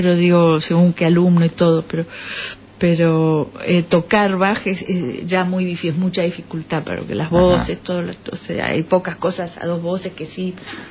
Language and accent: Spanish; Argentina; Yo soy argentina, pero sangre italiana, ¿no? Porque mis cuatro abuelos